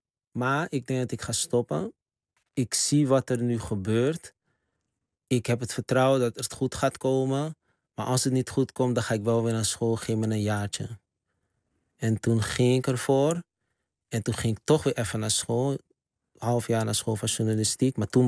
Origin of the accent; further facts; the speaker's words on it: Amsterdam, North Holland, Netherlands; Terwijl we komen rechtstreeks uit de Bijlmer.